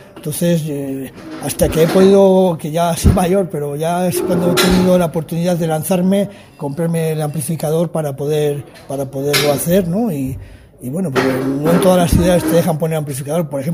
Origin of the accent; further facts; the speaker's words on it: Valladolid, Castile and León, Spain; de Valladolid, de España.